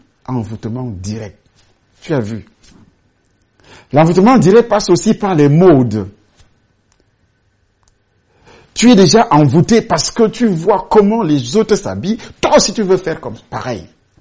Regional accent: Douala, Littoral, Cameroon; now in Edea, Cameroon; Je vivais en ville, Douala, surtout Douala que moi je connais beaucoup. J'ai grandi à Douala, je suis arrivé à Douala étant encore petit. J'ai fait mes études, tout ce qui est nécessaire à Douala.

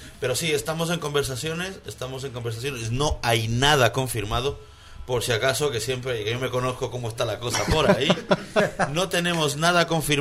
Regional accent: Quito, Pichincha, Ecuador; yo soy de Quito, pero... Pero yo no sé si es que nos quieren más en Quito o nos quieren más en Ambato.

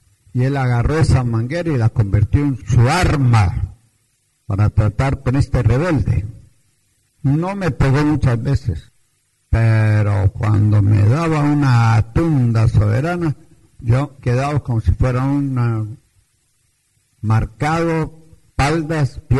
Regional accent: Antioquia, Colombia; Yo me crié en Antioquia, en la República de Colombia, donde es la hermana, y los montañeros, maiceros, los paisas, en aquel tiempo tenían fama de tener 12, 15 hijos.

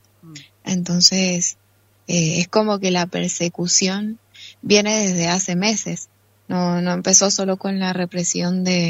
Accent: San Carlos, Mendoza, Argentina; yo soy de San Carlos y acá en San Carlos las dos gestiones anteriores, los dos intendentes anteriores, acompañaban muchísimo la lucha

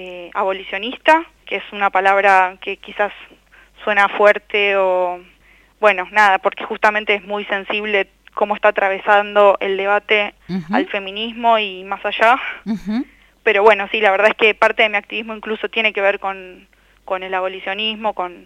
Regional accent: Buenos Aires, Argentina; born there; y vivo donde nací, acá en Buenos Aires.

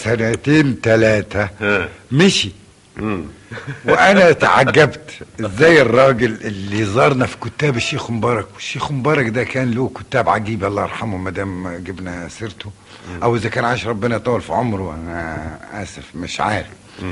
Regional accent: Qena, Qena Governorate, Egypt; وأنا تربيت فيه في قنا هذا الحي

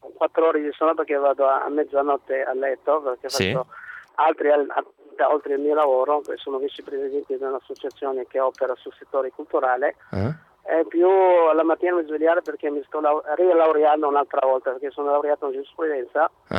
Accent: Morocco; Italian is a second language; moved away as an adult; now in Milan, Italy; Io sono originario del Marocco.

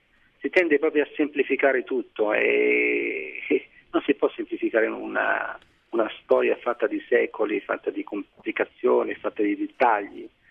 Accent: Algeria; Italian is a second language; No, no, ma io torno perché comunque la mia terra, c'è la mia famiglia, ci sono i miei amici.

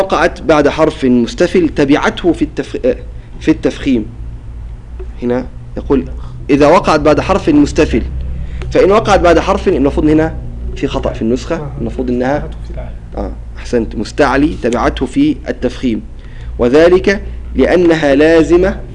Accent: Qena Governorate, Egypt; عندنا في الجنوب في محافظة قنا لما ينطقوا بحرف الطاء ينطقوا به بطريقة عجيبة

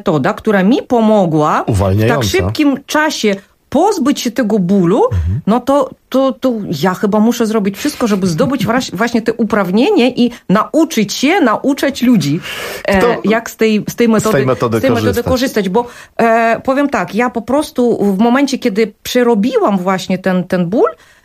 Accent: South Korea; Ja jako rodowita Koranka przerobiłam to powiedzenie właśnie na ten swój koreański sposób.

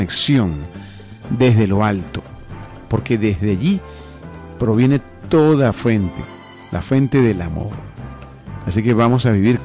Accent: Venezuela; no hay otro gentilicio tan maravilloso como el nuestro, como el venezolano

